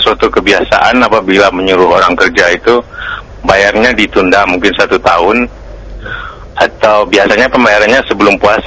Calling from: Bukittinggi, West Sumatra, Indonesia; di Bukit Tinggi.

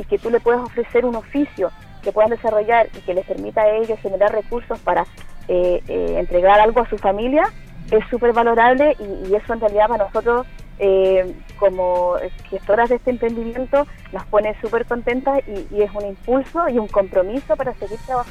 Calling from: Punta Arenas, Magallanes and Chilean Antarctica, Chile; Desde Punta Arenas.

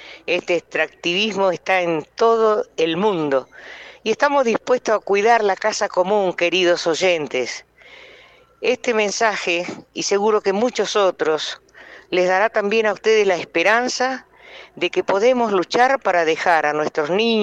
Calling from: Gualeguaychú, Entre Ríos, Argentina; de la ciudad de Gualeguaychú, provincia de Entre Ríos.

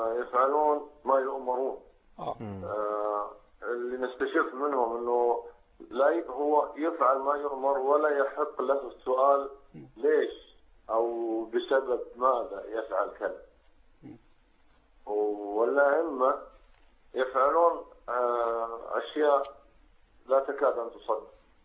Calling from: Saudi Arabia; أنا أتكلم معاكم من السعودية

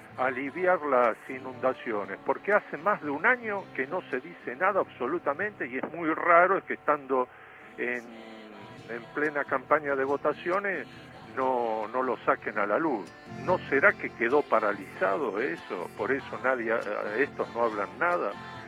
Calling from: Floresta, Buenos Aires, Argentina; de Floresta.

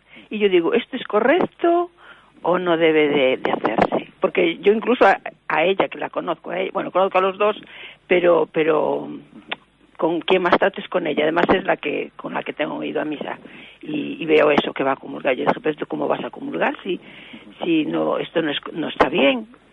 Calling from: A Coruña, Galicia, Spain; de La Coruña.

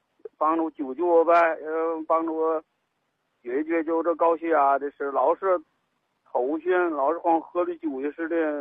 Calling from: Dingxing, Hebei, China; 我是鼎兴县的，保定市鼎兴县。

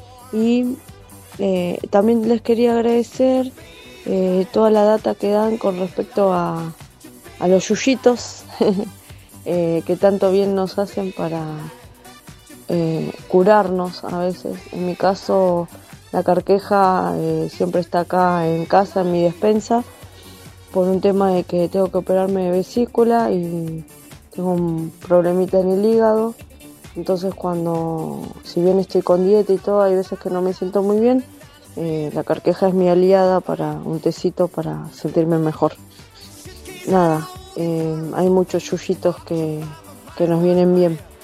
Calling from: Quilmes, Buenos Aires Province, Argentina; de Quilmes

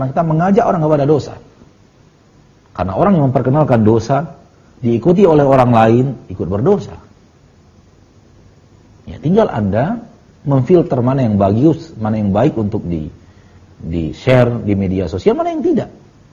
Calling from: Bukittinggi, West Sumatra, Indonesia; Saya dari Bukit Tinggi, Ustaz.

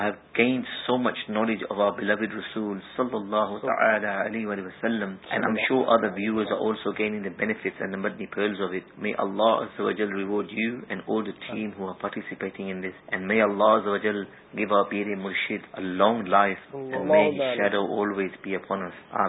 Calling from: London, United Kingdom; and I'm calling from London, UK.

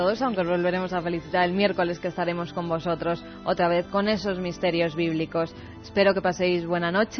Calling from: Murcia, Region of Murcia, Spain; desde Murcia. Soy de cerca de Los Cánovas y todos nos acordamos.

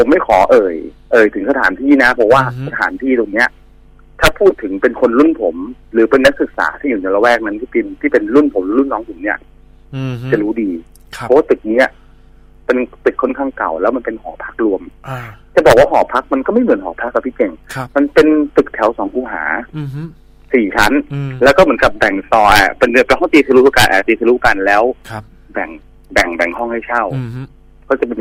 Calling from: Phra Pradaeng, Samut Prakan, Thailand; พระประแดงพี่เดี๋ยวนี้ผมนอนออฟฟิศครับ

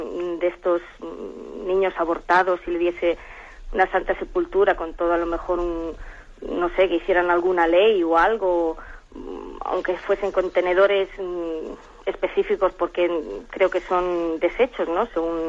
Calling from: Alicante, Valencian Community, Spain; de Alicante.

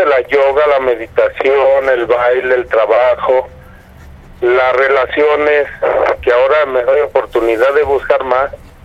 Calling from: Tlalnepantla, State of Mexico, Mexico; De Tlalnepantla, Estado de México.

